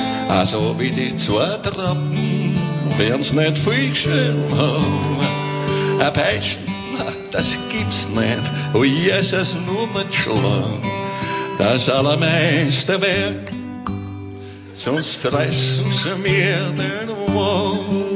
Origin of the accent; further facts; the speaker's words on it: Northern Germany, Germany; wenn ich als Norddeutscher in Wiener Mundart Lieder singe, das hat was Freakiges